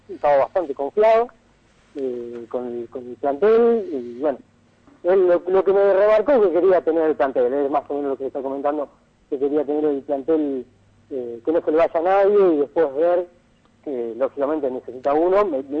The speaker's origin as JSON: {"language": "Spanish", "region": "Santa Fe", "country": "Argentina", "said": "Vengo de Santa Fe, que son bastante amantes de lo que son los fierros"}